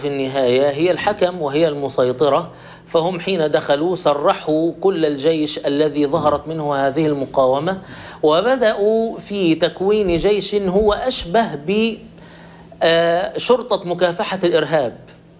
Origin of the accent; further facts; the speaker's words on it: Egypt; ونحن كان طيب عندنا في مصر كاتب يساري ساخر